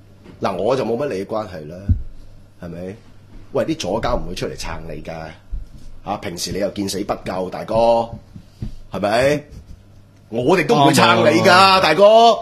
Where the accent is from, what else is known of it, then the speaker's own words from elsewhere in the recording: China; 話曬我係中國人嚟㗎嘛，唔係鬼佬記者啊嘛，